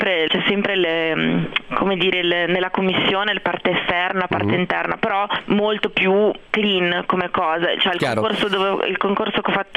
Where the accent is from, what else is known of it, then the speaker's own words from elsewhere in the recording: Genoa, Liguria, Italy; moved away; io all'inizio pensavo fosse un problema dei genovesi, perché io vengo da Genova, i genovesi sono un po' orsi